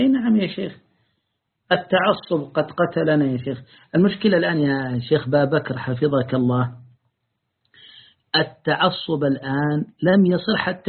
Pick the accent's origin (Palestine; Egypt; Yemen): Yemen; في بلادي اليمن